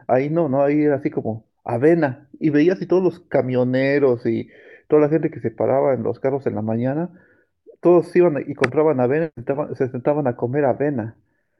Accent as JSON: {"language": "Spanish", "country": "Mexico", "said": "El último festival que fui ya éramos como 10 mexicanos ahí y era más divertido aún"}